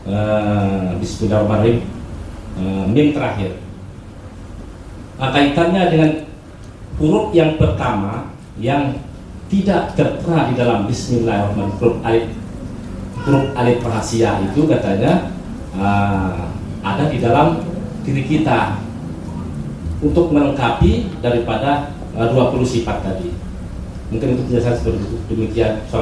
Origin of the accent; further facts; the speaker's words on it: Batujajar, West Java, Indonesia; Kami dari Batu Jajar Bandung.